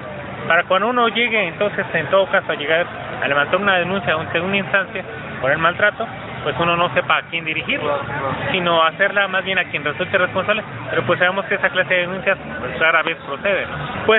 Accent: Querétaro, Mexico; now in Tuxtla Gutiérrez, Mexico; Yo vengo de la ciudad de Querétaro.

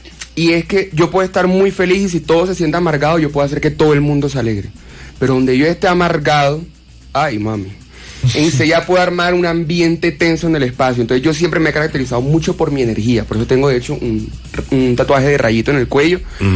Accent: Barranquilla, Atlántico, Colombia; De Barranquilla.

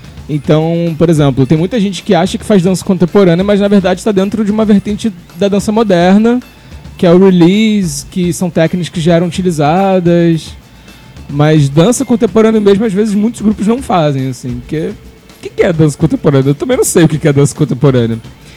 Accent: Rio de Janeiro, Brazil; now in Recife, Brazil; Eu sou do Rio de Janeiro, cheguei em Recife há mais ou menos um ano

